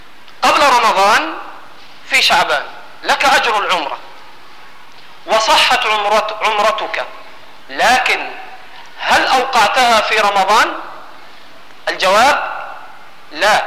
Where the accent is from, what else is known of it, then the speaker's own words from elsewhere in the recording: Egypt; سامحوني أنا مصري برضه